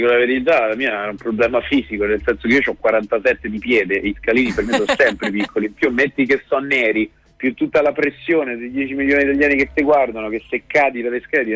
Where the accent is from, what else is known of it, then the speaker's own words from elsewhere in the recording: Rome, Lazio, Italy; Vengo da Roma.